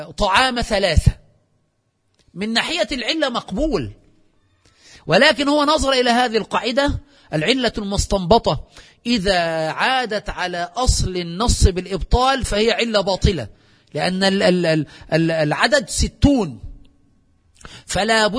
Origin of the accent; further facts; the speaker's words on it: Aswan, Aswan Governorate, Egypt; كما يفعل عندنا في أسوان وفي قرى الصعيد